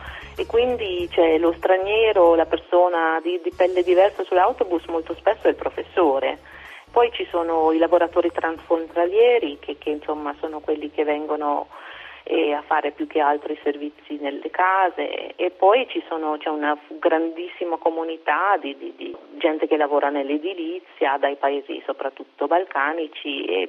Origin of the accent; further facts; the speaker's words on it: India; da dove vengo io, poche donne si mettono il sari, poche donne hanno il puntino in testa, cioè forse perché venivo dalla metropoli, però questa era una cosa divertente che io, insomma, non rientravo nello stereotipo dell'indiana.